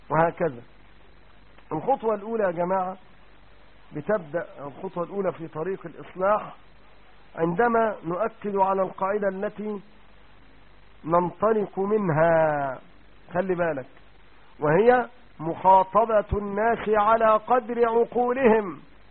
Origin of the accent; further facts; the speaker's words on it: Egypt; المجزر اللي كان في السيدة زينب زمان عندنا في مصر